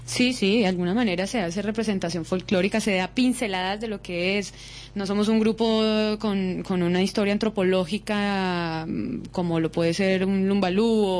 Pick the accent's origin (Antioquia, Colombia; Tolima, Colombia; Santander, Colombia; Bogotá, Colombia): Bogotá, Colombia; now in Barcelona, Spain; somos la mayoría de Bogotá, del interior de Colombia, que vivimos hace muchos años aquí en Barcelona